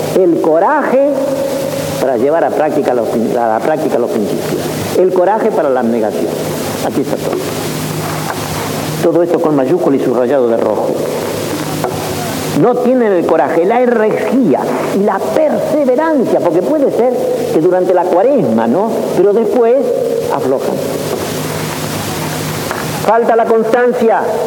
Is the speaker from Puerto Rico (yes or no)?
no; Argentina; Soy argentino y puedo hablar con libertad.